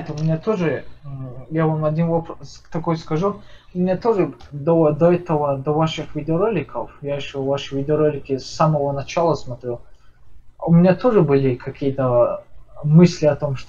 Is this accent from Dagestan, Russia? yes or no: yes; Dagestan, Russia; Я из Дагестана